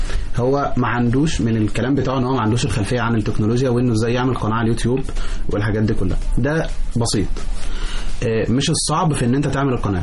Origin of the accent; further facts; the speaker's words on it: Mansoura, Dakahlia, Egypt; واعرف انا من المنصورة بشوف منظمات كتير عندنا في المنصورة